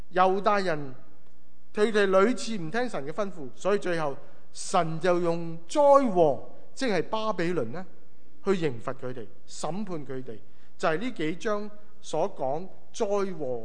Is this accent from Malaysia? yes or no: no; China; 有些好像我们中国人讲吹吉避凶的意思